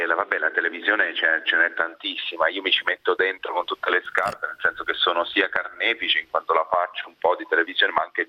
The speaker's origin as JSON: {"language": "Italian", "town": "Chieti", "region": "Abruzzo", "country": "Italy", "tie": "born or raised there", "also_born_or_lived": "Vasto", "said": "non sono nato ad Acitrullo, però sono nato a Chieti, cioè a Vasto, è cresciuto a Chieti, in Abruzzo, dove è ambientato il film."}